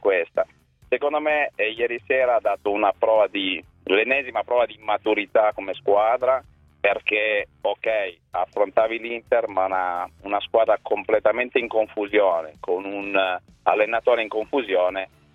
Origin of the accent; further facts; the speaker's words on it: Settimo Torinese, Piedmont, Italy; visto che io sono di Settimo Torinese e parlo di più di 30 anni fa